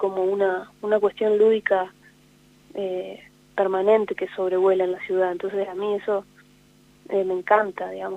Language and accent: Spanish; Gualeguaychú, Entre Ríos, Argentina; born there; Es el lugar donde nací, que es en Gualeguaychú. Es una ciudad que a mí me alimenta muchísimo la inspiración, porque bueno, porque ahí está mi familia y porque ahí también están las amistades más fuertes que tengo